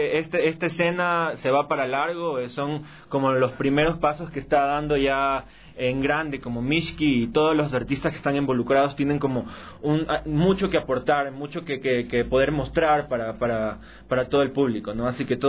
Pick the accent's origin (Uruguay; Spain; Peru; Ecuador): Ecuador; Guayaquil, Guayas; now in Quito, Ecuador; al menos aquí en Quito. Yo soy de Guayaquil, ya tengo 10 años acá